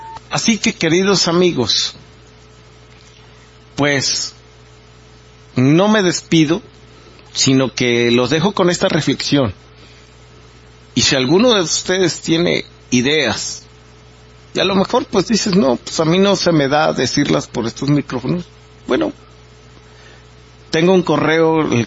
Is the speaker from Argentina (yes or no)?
no; Mexico; esta falta de entendimiento de muchos de nosotros como mexicanos en relación a lo que está ocurriendo en el país